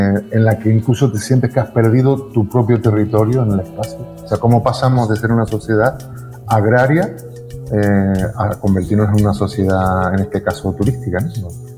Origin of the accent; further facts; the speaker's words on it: Valle San Lorenzo, Canary Islands, Spain; recuerdo en el sur, en la zona que donde nos criamos fue en Valle San Lorenzo.